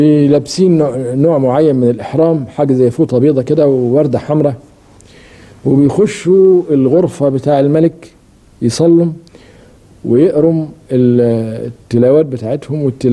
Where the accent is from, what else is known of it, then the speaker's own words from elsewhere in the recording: Egypt; يعني كمصريين إحنا أولى من غيرنا إن إحنا نحاول نفهم إيه حكاية الهرم